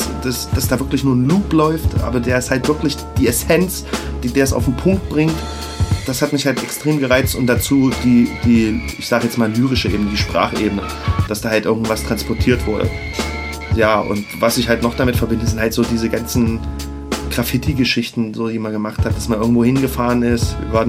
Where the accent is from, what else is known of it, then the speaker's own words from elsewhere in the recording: Leipzig, Saxony, Germany; ich bin ja in Leipzig-Grünau aufgewachsen, Plattenbausiedlung